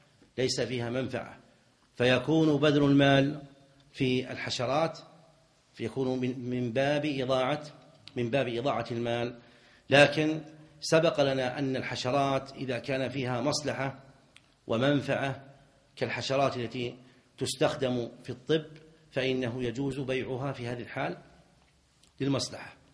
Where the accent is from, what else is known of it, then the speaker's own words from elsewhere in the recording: Najd, Saudi Arabia; لكنهم سابقا وعندنا في نجد كانوا إذا أرادوا أن يبيعوا المصحف